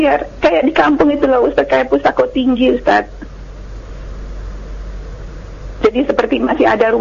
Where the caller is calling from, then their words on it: Medan, North Sumatra, Indonesia; Di Medan.